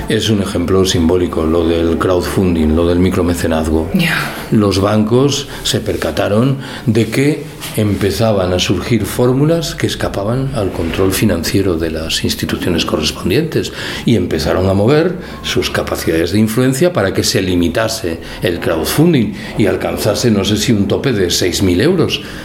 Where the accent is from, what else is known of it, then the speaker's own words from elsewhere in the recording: Galicia, Spain; Yo soy gallego y creo que esto sucede espontáneamente en las ciudades gallegas.